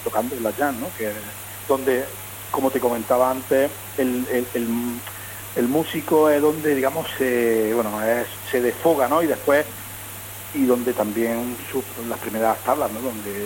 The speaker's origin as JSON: {"language": "Spanish", "town": "Puente Genil", "region": "Andalusia", "country": "Spain", "tie": "born or raised there", "said": "es Niña mi pueblo, esta Puente Genil, bueno, bajo el puente, digamos, es como una, aparte de ser parte del nombre de mi pueblo"}